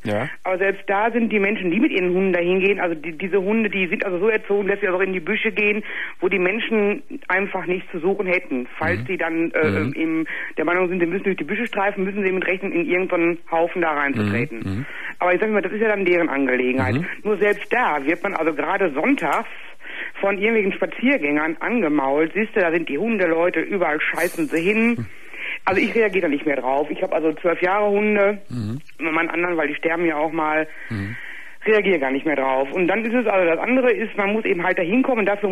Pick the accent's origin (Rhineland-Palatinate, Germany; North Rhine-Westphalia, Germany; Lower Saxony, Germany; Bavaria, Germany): North Rhine-Westphalia, Germany; Gelsenkirchen; Nee, also wie gesagt, ich komme aus Gelsenkirchen.